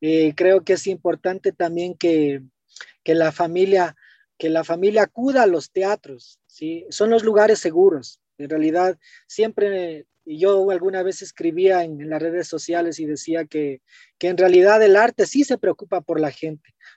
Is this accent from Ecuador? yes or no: yes; Ecuador; now in Quito, Ecuador; nosotros los quiteños, bueno, yo soy chagra, pero ya me siento más quiteño viviendo más de 40 años acá en Quito.